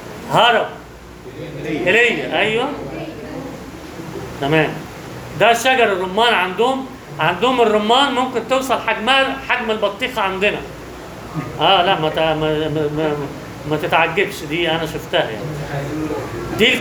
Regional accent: Egypt; بس هنوريك أنواع طبعا مش موجودة عندنا في مصر أبدا،

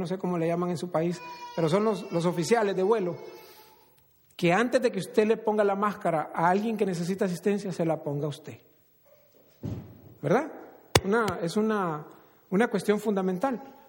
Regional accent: El Salvador; yo crecí en El Salvador, como muchos saben

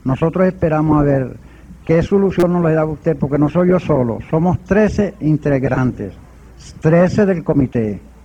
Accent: Caracas, Capital District, Venezuela; Soy de Caricuao

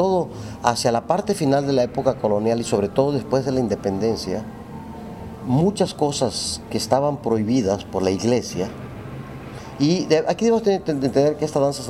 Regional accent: Tenosique, Tabasco, Mexico; yo soy de ese lugar. Yo soy de Tenosique.

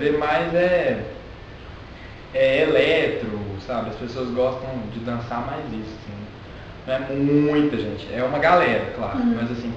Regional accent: Sete Lagoas, Minas Gerais, Brazil; Sou de lá, né, gente? Minha terra.

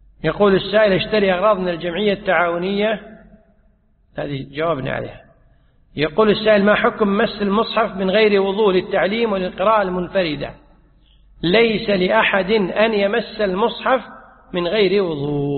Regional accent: Kuwait; يعني عندنا في الكويت أحيانا تجد أن الرجل الزوج ينادي زوجته يقول يا يبا

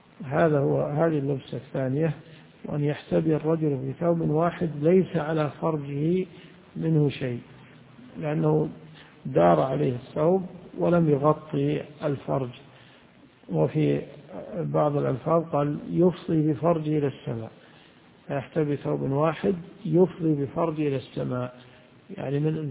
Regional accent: Najd, Saudi Arabia; يعني بعض الناس إلى عهد قريب عندنا في نجد يدخلون دورات المياه

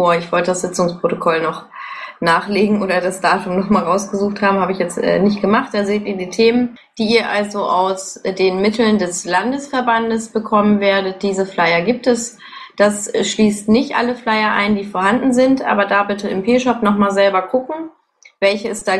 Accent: Dortmund, North Rhine-Westphalia, Germany; Ja, ich komme aus Dortmund

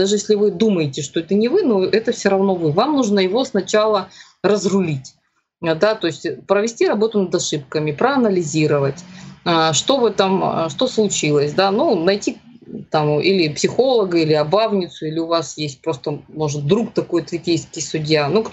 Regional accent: Crimea, Ukraine; поскольку я крымчанка

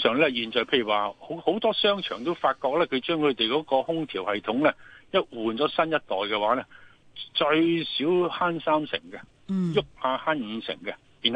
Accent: Hong Kong; 如果我哋香港人咧用好啲科技

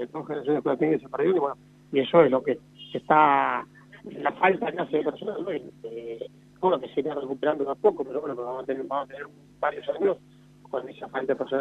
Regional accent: La Pampa, Argentina; born there; Nacimos en La Pampa, y si no, vamos a vivir en La Pampa, vamos a vivir en La Pampa.

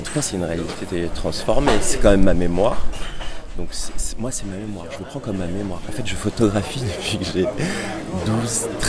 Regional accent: Paris, Île-de-France, France; Je suis né à Paris, dans le 14e, 77. Là, j'ai fait toute ma scolarité à Paris, j'ai vécu à Paris. Mais il y a quelque chose qui est important dans mon éducation, c'est que mes parents sont corses

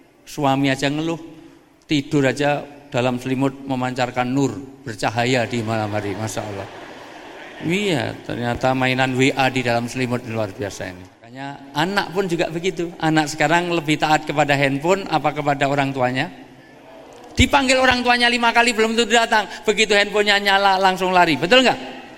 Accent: Java, Indonesia; Mohon maaf saya dahulukan yang tua, karena saya orang Jawa.

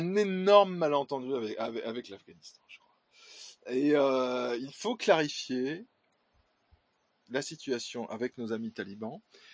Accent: France; Oui, nous français ne sommes plus chez nous en France.

